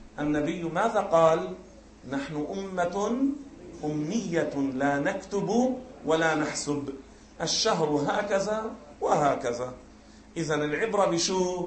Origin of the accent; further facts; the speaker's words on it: Beirut, Beirut Governorate, Lebanon; بيكون صار العصر عندنا ببيروت